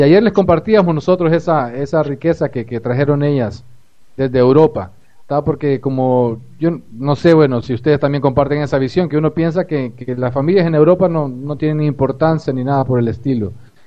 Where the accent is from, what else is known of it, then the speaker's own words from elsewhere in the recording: Honduras; now in Uruguay; soy de Honduras, casado con brasileña y viviendo en Uruguay.